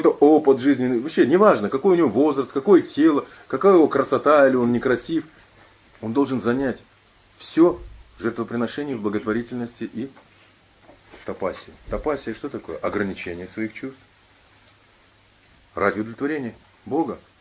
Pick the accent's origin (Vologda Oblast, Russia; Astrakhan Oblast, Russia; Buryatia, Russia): Buryatia, Russia; Ulan-Ude; ну, вот я из Улан-Удэ